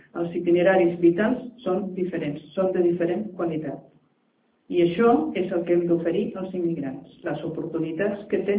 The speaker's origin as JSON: {"language": "Catalan", "region": "Catalonia", "country": "Spain", "said": "Perquè també podem ser nosaltres, com a catalans, una minoria dintre d'aquesta societat multicultural"}